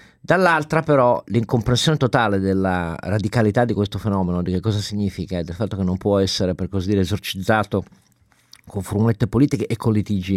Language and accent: Italian; Turin, Piedmont, Italy; Nel quartiere dove sono cresciuto io, a Torino, con la Mirafiori Nord